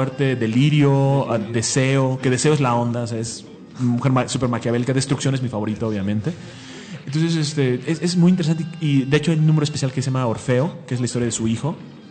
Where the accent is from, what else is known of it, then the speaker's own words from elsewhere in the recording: Lebanon; Y yo soy libanés, yo tengo descendencia árabe